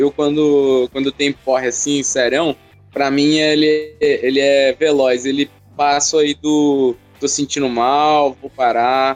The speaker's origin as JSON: {"language": "Portuguese", "town": "Garça", "region": "São Paulo", "country": "Brazil", "tie": "born or raised there", "said": "as praças lá na minha cidade de natal, Garça, abençoada Garça, é tudo tranquilo"}